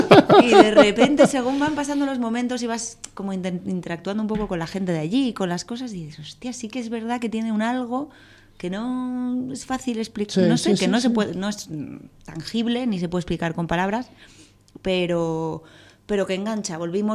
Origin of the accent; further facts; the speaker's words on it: Madrid, Community of Madrid, Spain; Porque, claro, soy de Madrid, nací aquí, es como lo más fácil.